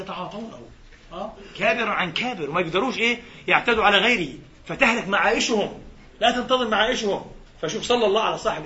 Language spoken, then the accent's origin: Arabic; Palestine; في بلادنا فلسطين مثلا تضمين البساتين العنب هذه وبساتين الحمضيات